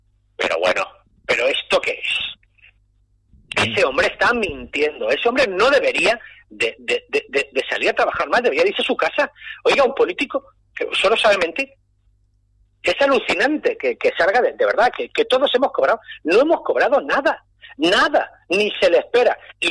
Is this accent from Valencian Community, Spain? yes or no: yes; Valencia, Valencian Community, Spain; lo de Che, es que soy valenciano, ya sabe que nos llaman los Ches, desde Valencia.